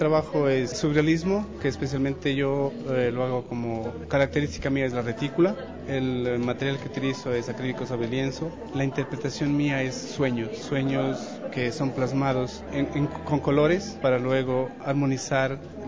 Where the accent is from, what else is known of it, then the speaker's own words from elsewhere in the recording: Colombia; also born or lived in Ecuador; He trabajado en Colombia, yo soy colombiano, pero residí en el Ecuador por más de 25 años. A momentos resido en la ciudad de Londres, Inglaterra, por más de 20 años.